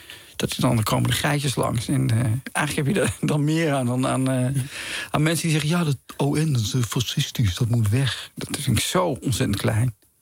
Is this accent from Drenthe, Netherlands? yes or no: yes; Zeegse, Drenthe, Netherlands; also born or lived in Utrecht; Ik ben geboren in Utrecht, maar al heel vroeg verhuisd naar een klein plaatsje in Drenthe, Zeegse.